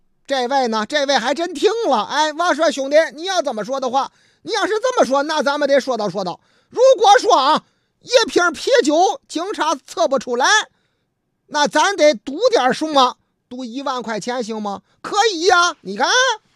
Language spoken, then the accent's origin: Chinese; Shanghai, China; 俺们老家上海宁提出了一个建议啊